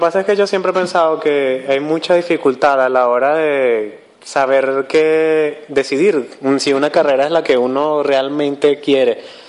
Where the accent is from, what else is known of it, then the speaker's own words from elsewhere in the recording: Venezuela; ese es un fallo que nosotros tenemos como comunidad venezolana